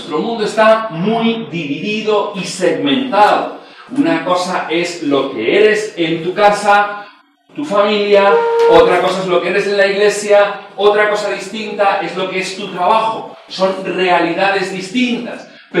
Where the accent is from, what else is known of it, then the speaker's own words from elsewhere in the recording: Premià de Mar, Catalonia, Spain; nací cerquita de Barcelona, en Premià de Mar. Eso está 20 kilómetros al norte de Barcelona, un pueblo de unos 30.000 habitantes, más o menos. Siempre he vivido ahí, soy pastor de la iglesia allí. Me casé con una chica del pueblo también